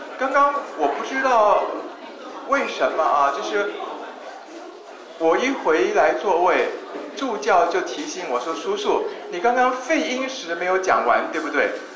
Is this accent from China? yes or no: no; Taiwan; 比如说像我是台湾人，对不对？